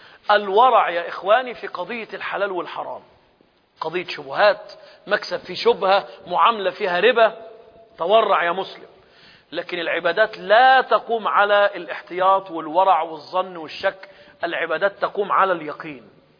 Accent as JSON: {"language": "Arabic", "country": "Egypt", "said": "إحنا عندنا في مصر بيضربوا مدفع"}